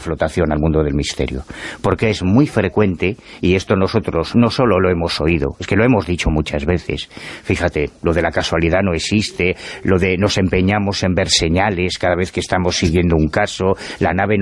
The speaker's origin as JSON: {"language": "Spanish", "town": "Betanzos", "region": "Galicia", "country": "Spain", "tie": "born or raised there", "said": "lo que habría tenido mérito es que me hubiese encontrado a ese tío en el supermercado de mi pueblo, en Betanzos."}